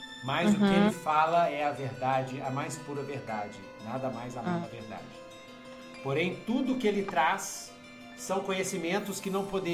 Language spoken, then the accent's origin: Portuguese; Brazil; Eu sou brasileiro, pô!